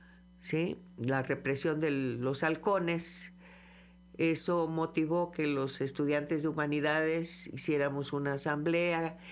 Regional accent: Cosamaloapan, Veracruz, Mexico; me tocó estar en Cosamaloapan, Veracruz, de donde yo soy originaria, y allá el movimiento no se dio.

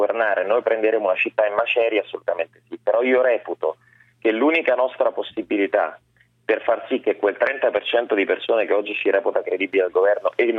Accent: Rome, Lazio, Italy; come voglio da romano vincere Roma

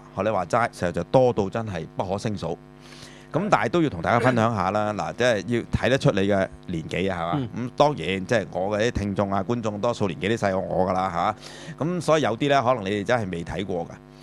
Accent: China; 我哋中國人即係就叫差不多先生啊嘛嚇

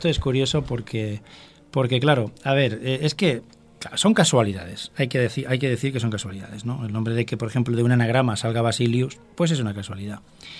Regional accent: Catalonia, Spain; Y claro, somos de Barcelona, de la provincia de Barcelona.

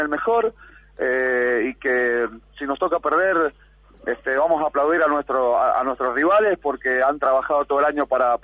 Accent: Argentina; eso siempre como argentino

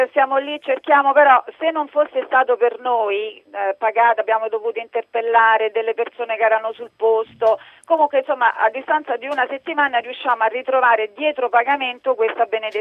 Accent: Rome, Lazio, Italy; Non arriviamo a Roma perché noi siamo di Roma, arriviamo a Pisa.

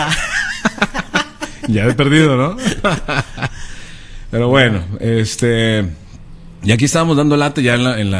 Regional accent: Guadalajara, Jalisco, Mexico; aunque soy de Guadalajara, me gusta mucho Monterrey, me gustaría ir para allá un tiempo. Les agradezco un saludo y un saludo desde acá, desde Guadalajara.

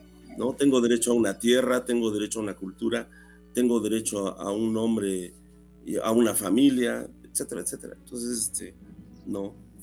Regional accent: Mexico; pues las cosas en México no, el hecho de que seamos mexicanos, pues no fue así de todos ya somos mexicanos

